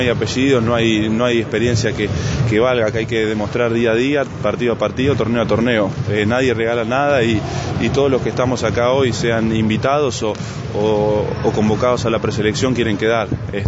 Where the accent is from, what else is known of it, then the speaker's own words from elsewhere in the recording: Argentina; creo que este año somos muchos argentinos los que estamos allá